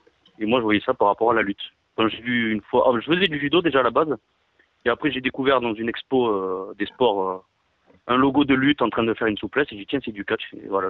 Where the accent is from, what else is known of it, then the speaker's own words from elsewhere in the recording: Sète, Occitanie, France; also born or lived in Marseille; moi je suis originaire de Marseille, vers Marseille, dans la région, mais j'ai grandi à Sète, dans l'Hérault, à côté de Montpellier.